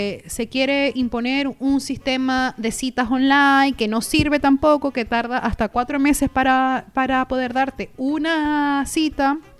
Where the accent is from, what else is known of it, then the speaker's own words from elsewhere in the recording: Venezuela; Y yo, bueno, como venezolana